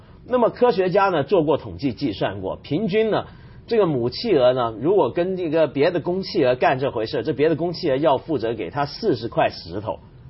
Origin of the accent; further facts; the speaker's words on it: China; 我们中国人不是也常讲吗？这个亲恩还不如养恩大